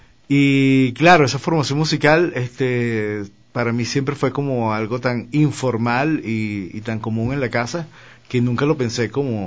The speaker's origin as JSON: {"language": "Spanish", "town": "Cumaná", "region": "Sucre", "country": "Venezuela", "tie": "born or raised there", "said": "mi casa, donde me crié, en Cumaná, es una casa absolutamente musical."}